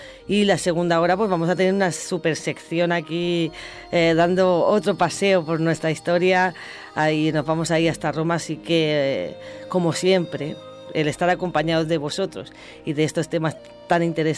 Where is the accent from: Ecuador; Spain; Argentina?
Spain; Huerta Pelayo, Castilla-La Mancha; debido pues a mi pueblo, bueno, mi pueblo Huerta Pelayo, a este pequeño pueblo de la Sierra de Guadalajara